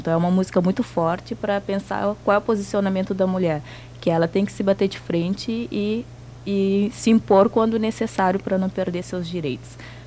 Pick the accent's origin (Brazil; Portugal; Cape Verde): Cape Verde; Santiago; E eu sou da ilha de Santiago, mas moro na Ilha do Sol.